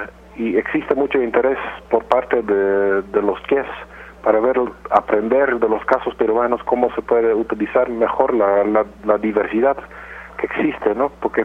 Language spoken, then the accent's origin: Spanish; Netherlands; Spanish is a second language; moved away as an adult; now in Peru; Yo soy de origen de Holanda, pero tengo cerca de 15 años trabajando en el Perú.